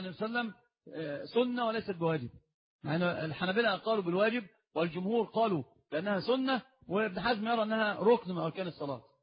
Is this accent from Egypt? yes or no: yes; Alexandria, Alexandria Governorate, Egypt; ما معنى التعصب في طلب العلم عندنا في الإسكندرية؟